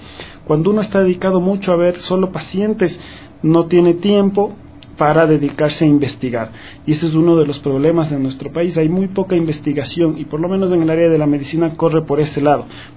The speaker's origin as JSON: {"language": "Spanish", "country": "Ecuador", "moved": "as an adult", "said": "Yo cuando me fui de Ecuador, mi idea desde el momento que me fui hasta el día que pude volver era regresar a trabajar en el Ecuador y regresar a trabajar en mi hospital, en el Hospital Eugenio Espejo, que es donde me formé como médico general."}